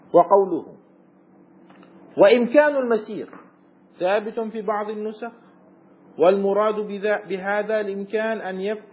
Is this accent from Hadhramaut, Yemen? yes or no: no; Aden, Yemen; وهو في مدينتي في عدن